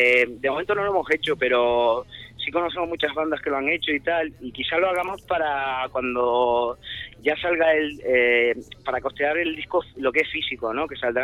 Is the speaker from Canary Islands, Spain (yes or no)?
yes; Tenerife, Canary Islands, Spain; now in Madrid, Spain; aunque, bueno, yo soy de Tenerife